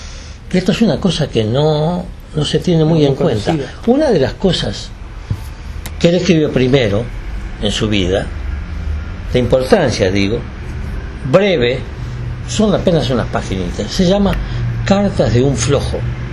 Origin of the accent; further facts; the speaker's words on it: Uruguay; moved away; Yo me fui del Uruguay, no por razones políticas, aunque yo tenía mis convicciones políticas muy claras y muy acentuadas.